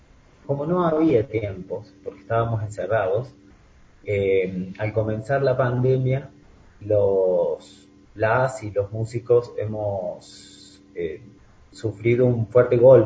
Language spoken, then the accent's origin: Spanish; Argentina; now in Ecuador; Claro que siempre prima en cada país, como en mi país, en Argentina, el tango